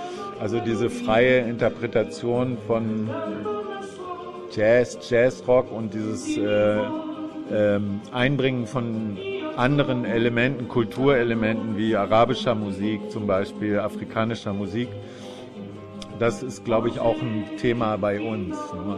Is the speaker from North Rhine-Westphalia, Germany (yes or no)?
yes; Vlotho, North Rhine-Westphalia, Germany; dass ich in der Gegend aufgewachsen bin bei Floto.